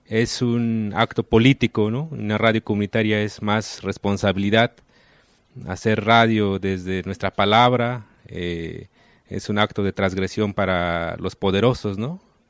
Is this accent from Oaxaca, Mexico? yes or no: yes; Oaxaca, Mexico; first language Ayuk; estoy hablando Ayuk, es mi lengua materna, del territorio Ayuk, ahí en la parte alta de Oaxaca.